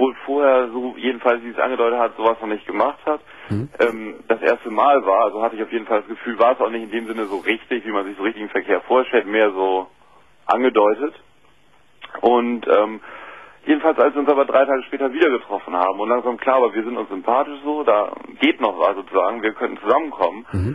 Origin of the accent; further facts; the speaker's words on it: Bremen, Germany; Ich komme aus Bremen und bin dann hingefahren nach Köln.